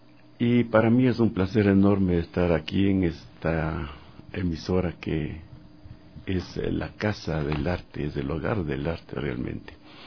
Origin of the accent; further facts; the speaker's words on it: Píllaro, Tungurahua, Ecuador; Desde que fui escolar en mi pueblito de origen, Píllaro, siempre tuve esta inclinación por la música